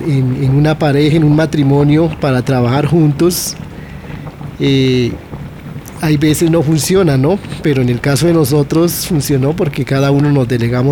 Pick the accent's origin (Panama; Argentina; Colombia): Colombia; Santander; now in Bogotá, Colombia; Y nosotros, pues, siendo santandereanos, también la aprendimos